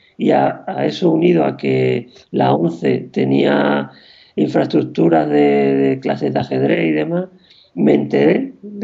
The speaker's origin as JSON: {"language": "Spanish", "town": "Huelva", "region": "Andalusia", "country": "Spain", "tie": "born or raised there", "said": "me federé en Huelva, que es mi ciudad natal"}